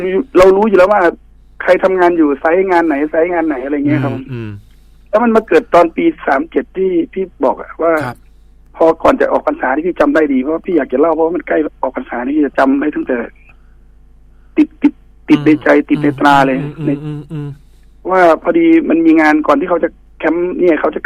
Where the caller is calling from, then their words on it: Bangkok, Thailand; อยู่กรุงเทพนี่นะครับผม